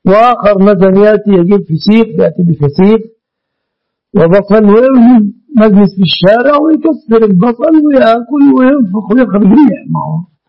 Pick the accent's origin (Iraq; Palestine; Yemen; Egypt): Egypt; يسمونها عندنا في مصر سلفتها، سلفتها. هذا يعني الاصطلاح في مصر